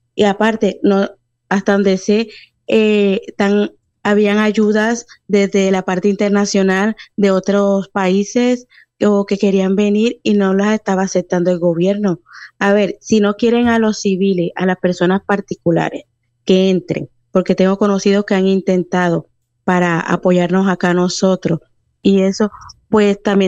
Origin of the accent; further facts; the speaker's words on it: Colombia; Porque claro, yo soy de Colombia